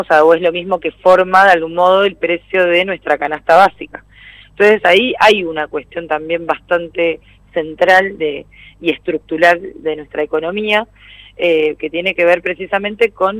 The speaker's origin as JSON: {"language": "Spanish", "country": "Argentina", "said": "Entonces siempre como argentinos demandamos dólares"}